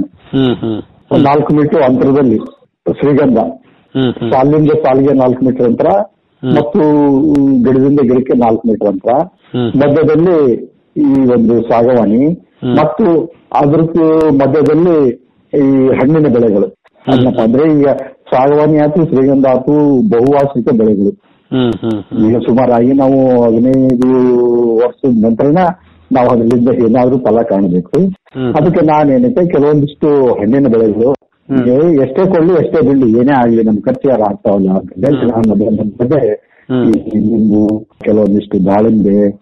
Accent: Alavarthi, Karnataka, India; ನಮ್ದು ಕೊಪ್ಪಳ ತಾಲೂಕು ಆಲವರ್ತಿ ಗ್ರಾಮ, ಕೊಪ್ಪಳದಿಂದ 6 ಕಿಲೋಮೀಟರ್ ಇದೆ. ಮುಖ್ಯವಾಗಿ ನಮ್ದು ಕೃಷಿ ಕುಟುಂಬ.

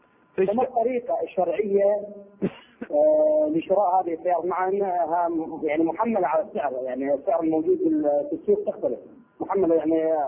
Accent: Iraq; ما حكم جعل عند القبر نصيبة نسميها بالعامية عندنا بالعراق

